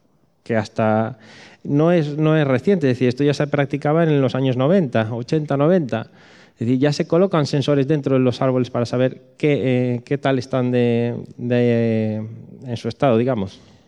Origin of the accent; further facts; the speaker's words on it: Galicia, Spain; Pero como buen gallego, sí.